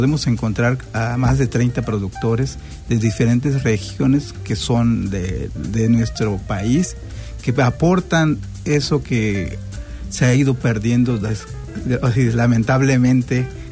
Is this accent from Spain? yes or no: no; Mexico; volver a lo que era, a lo que es lo nuestro como mexicanos